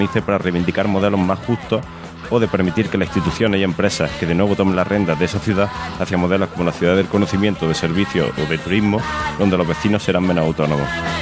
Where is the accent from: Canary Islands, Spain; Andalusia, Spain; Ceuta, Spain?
Andalusia, Spain; Bailén; also born or lived in Barcelona; un trabajo fotográfico que realicé sobre Bailén, mi ciudad natal, en torno al tema de la crisis. Después pasé un tiempo en Barcelona de 2009 a 2014